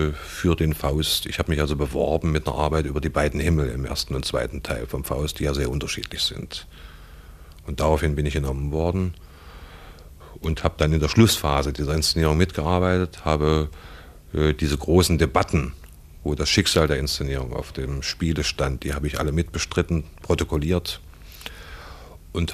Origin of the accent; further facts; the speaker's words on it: Harz, Germany; Also ich stamme aus dem Südharz im weiteren Sinne